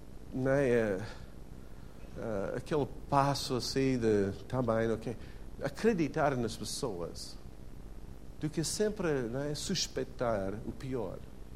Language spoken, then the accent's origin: Portuguese; United States; Portuguese is a second language; eu sou americano, mas não sou parvo.